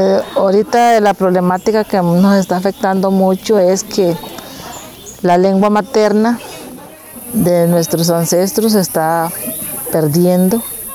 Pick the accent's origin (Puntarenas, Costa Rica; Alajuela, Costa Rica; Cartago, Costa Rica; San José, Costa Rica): Puntarenas, Costa Rica; Cabagra; indígena Bribri de Clan Tuburuac. Vengo del territorio indígena de Cavagra.